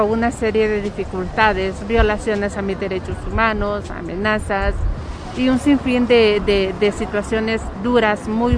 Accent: Honduras; moved away as an adult; now in Mexico; yo soy una madre hondureña que llegué a este país desde el año 2012.

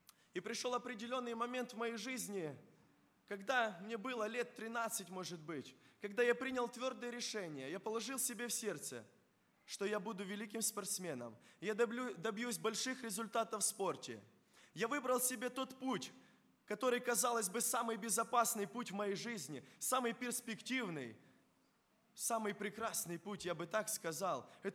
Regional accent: Krasnokutsk, Kharkiv Oblast, Ukraine; born there; Когда я родился, а родился я в Краснокутске, и многие знают этот поселок городского типа, это Харьковская область

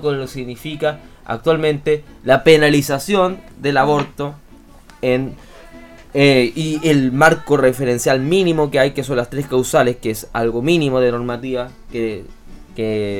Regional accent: Chile; Eso yo creo que es un debate que como sociedad chilena en el año 2018 no deberíamos tener

